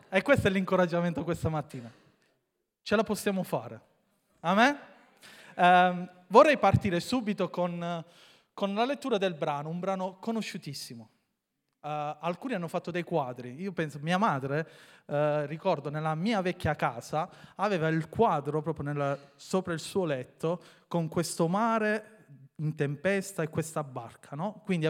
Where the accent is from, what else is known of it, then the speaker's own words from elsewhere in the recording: Mottola, Apulia, Italy; 38, vabbè, dai, 38, e sono di Mottola.